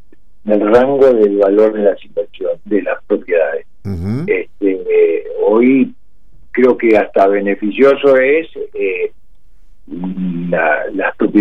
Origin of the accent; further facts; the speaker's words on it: Uruguay; los uruguayos vimos el espacio y dijimos, bueno, después, como somos los uruguayos, ¿no?